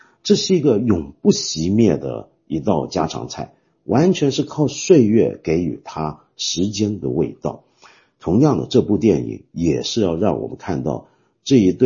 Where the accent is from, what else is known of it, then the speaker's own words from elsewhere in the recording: Guangdong, China; 这个东西马上就会让我们中国人想起一种我们广东人的美食，叫做什么呢？荷花雀。